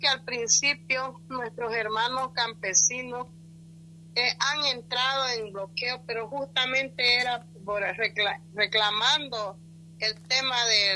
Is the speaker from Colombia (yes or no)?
no; Pando, Bolivia; también somos bolivianos y merecemos respeto